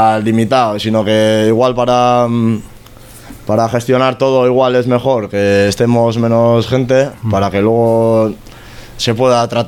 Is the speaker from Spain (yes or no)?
yes; Bilbao, Basque Country, Spain; pues somos peña de Deusto.